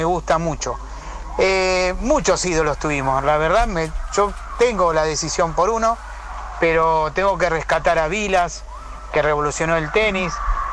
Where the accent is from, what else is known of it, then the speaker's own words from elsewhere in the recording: Villa de Mayo, Buenos Aires Province, Argentina; Soy de acá, de Villa de Mayo. Y bueno, quería decirle que tengo 61 años.